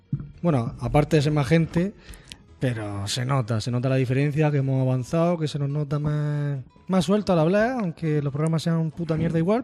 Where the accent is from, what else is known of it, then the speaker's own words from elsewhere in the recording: Region of Murcia, Spain; Bueno, somos murcianos, no sabemos pronunciar muchas... La mitad de las letras nos las saltamos